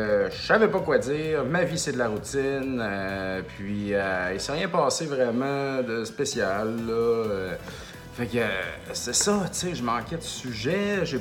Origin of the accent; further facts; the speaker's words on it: Saint-Joseph-de-Beauce, Quebec, Canada; Moi, je viens de Saint-Joseph-de-Beauce